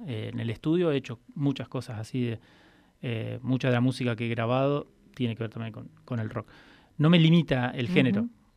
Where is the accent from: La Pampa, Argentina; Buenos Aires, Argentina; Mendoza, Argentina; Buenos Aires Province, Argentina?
La Pampa, Argentina; Santa Rosa; soy una persona que nací en Santa Rosa, uh-huh. y viví toda mi vida en Santa Rosa, nunca me fui, no es que tuve un rato en cada lado